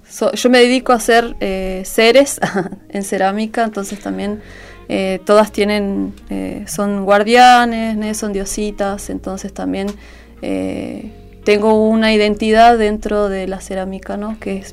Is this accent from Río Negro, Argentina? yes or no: yes; Viedma, Río Negro, Argentina; moved away as an adult; also born or lived in Buenos Aires / La Plata; now in Florianópolis, Brazil; Soy de acá, soy de Viedma, viví hasta los 18. Después, bueno, me fui a vivir a Buenos Aires, a La Plata. Y después, 2015, me fui para Brasil. Y vivo allá, en Florianópolis.